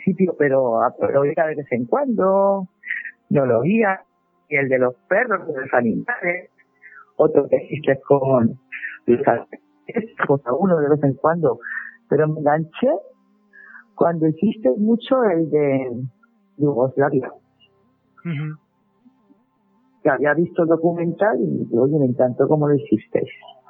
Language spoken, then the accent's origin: Spanish; Almansa, Castilla-La Mancha, Spain; Yo soy de Almansa. Y la guerra de sucesión pues pasó a las tierras que es de mi familia.